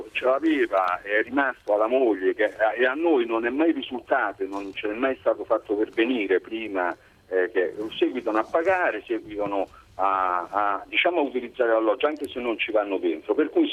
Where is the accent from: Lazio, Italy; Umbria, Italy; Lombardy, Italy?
Lazio, Italy; Velletri; sono di Velletri, dove … sono solamente due, non hanno altri parenti.